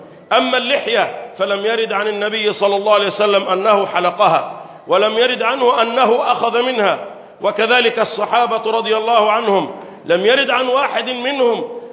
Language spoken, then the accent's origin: Arabic; Egypt; اللهم احفظ بلدنا مصر